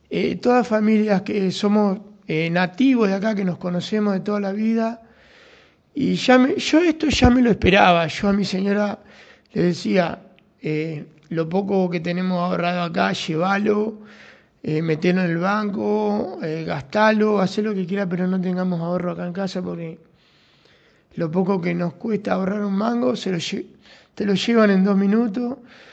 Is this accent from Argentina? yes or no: yes; Cañuelas, Buenos Aires Province, Argentina; yo soy una persona de trabajo, de Cañuela, que nací acá en Cañuela, tengo 56 años